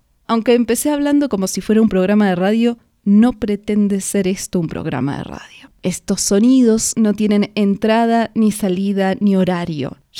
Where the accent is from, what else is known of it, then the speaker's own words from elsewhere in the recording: Argentina; now in Mexico; Hace casi 10 años que vivo en México. Cuando salí de Argentina no existían las redes sociales.